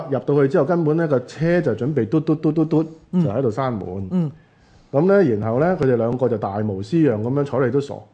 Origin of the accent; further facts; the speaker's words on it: Kowloon, Hong Kong; 就係因為我自己都係即係喺基層嘅社區長大。我喺即係東頭村徙置區長大10多年、20多年喺度生活咗。